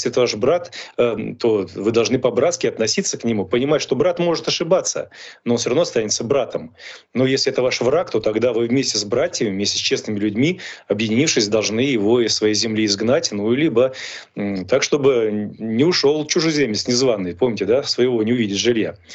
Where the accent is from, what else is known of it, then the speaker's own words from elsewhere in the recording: Russia; born there; если я сам родился в России